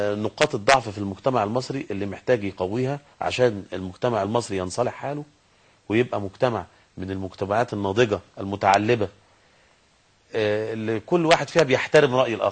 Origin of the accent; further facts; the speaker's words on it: Egypt; المفروض الاعلام عندنا في مصر يبقى هادف